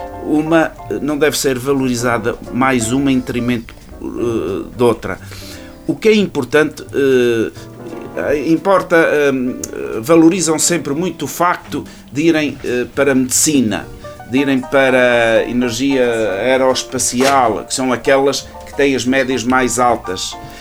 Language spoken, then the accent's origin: Portuguese; Ervedal, Centro, Portugal; eu nasci aqui, eu sou natural de Oliveira, do Arvedal, de Oliveira do Hospital.